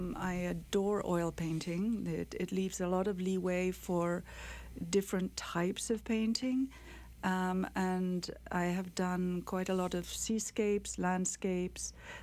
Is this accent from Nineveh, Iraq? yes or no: no; Basra, Basra Governorate, Iraq; also born or lived in Qatar / London, United Kingdom; Well, my father was French and my mother was English. I was born in the Middle East, in Qatar, a long, long time ago. And we moved afterwards to Iraq, Basra. And in 1959, all the Europeans were asked to leave Iraq